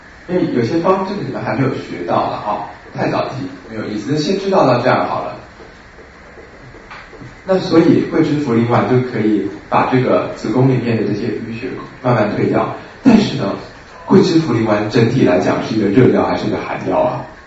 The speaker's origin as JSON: {"language": "Chinese", "country": "Taiwan", "said": "是我们台湾人就是太常吃水果"}